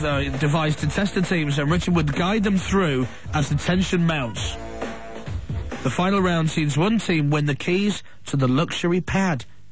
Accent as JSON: {"language": "English", "town": "Barnsley", "region": "Yorkshire and the Humber", "country": "United Kingdom", "said": "I'm from Barnsley, and I can't wait to live in a loft somewhere."}